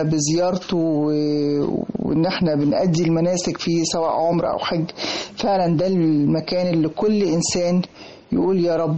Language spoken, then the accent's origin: Arabic; Egypt; الريف المصري. انا من سنوات عمري الاولى برجع ازور قريتي كل اجازة صيفية، واحيانا اكتر من مرة في السنة حتى في الشتاء